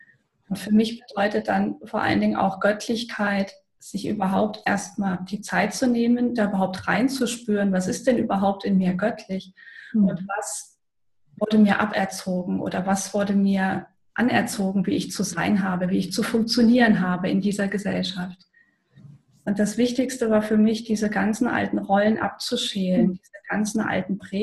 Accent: Germany; Ich bin in der DDR groß geworden.

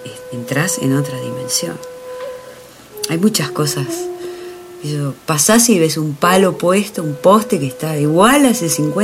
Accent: Comodoro Rivadavia, Chubut, Argentina; now in Bariloche, Argentina; Nací en Comodoro Rivadavia, pero soy mitad hija de allá y mitad de acá, de Bariloche. Porque toda mi familia es nacida acá, mi mamá, y bueno, pasábamos mucho tiempo acá, en Bariloche.

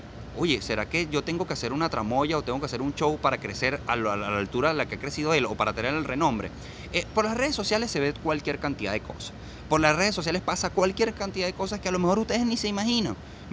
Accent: Venezuela; vamos a ser realmente los venezolanos arrechos que somos

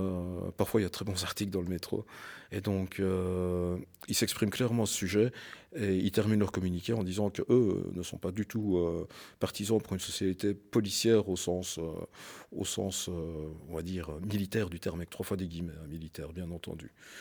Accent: Wallonia, Belgium; moi, je suis originaire de la région de Liège, hein, donc des Ardennes

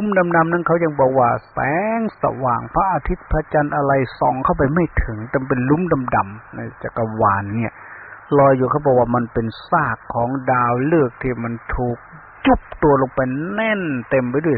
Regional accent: Ubon Ratchathani, Thailand; อาตมาเป็นคนลาวเป็นคนภาคอีสานเมืองอุบลบ้านเกิดเมืองนอนบ้านพ่อเมืองแม่มันก็อดไม่ได้ที่จะพูดภาษาเสียงในฟิล์ม

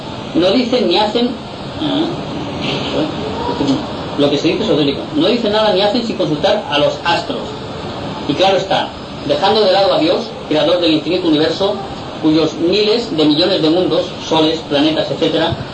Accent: Inca, Balearic Islands, Spain; now in Palma, Spain; Soy mallorquín, nacido en el pueblo de Inca. Hace muchos años que resido en Palma. Empecé a trabajar a la edad de 9 años, soy un obrero yesero ya jubilado. Tengo 74 años.

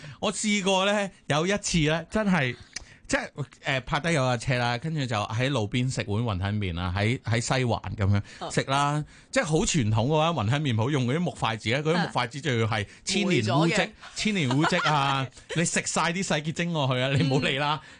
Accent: Hong Kong; 我哋香港人

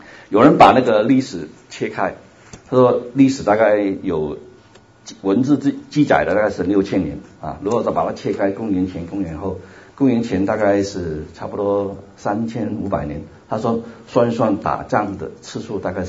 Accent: Hong Kong; first language Cantonese; Chinese is a second language; also born or lived in Taiwan; 我是来自香港，所以你要听我讲道的话需要点那个耐性啊，因为广东人讲国语的话是有点吃力的啊

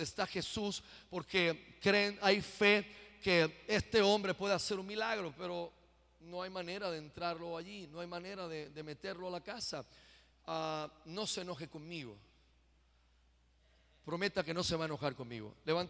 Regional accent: Puerto Rico; yo soy boricua y como el coquí

